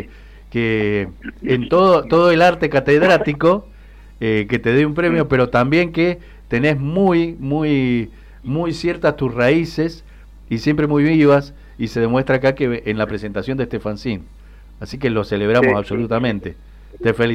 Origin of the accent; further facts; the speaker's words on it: Mendoza, Argentina; nos da mucho orgullo como mendocinos, mendocinas, mendocines